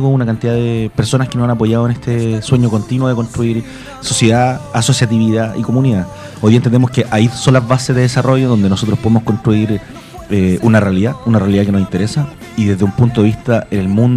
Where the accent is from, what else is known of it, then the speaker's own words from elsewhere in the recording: Chile; el carnaval y la casa un poquito quiltro, como los chilenos.